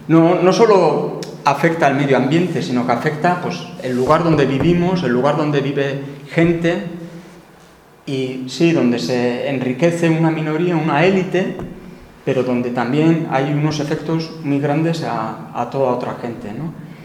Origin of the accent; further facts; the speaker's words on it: Tolosa, Basque Country, Spain; aunque el sector papelero, yo vengo de Tolosa, pues se fue a pique, ¿no?